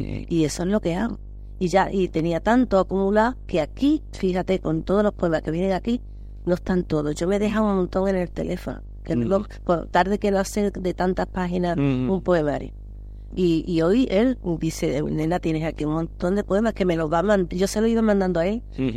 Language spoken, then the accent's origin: Spanish; Málaga, Andalusia, Spain; muchas cosas a mi tierra. O sea, es que son cosas que me nacen, me brotan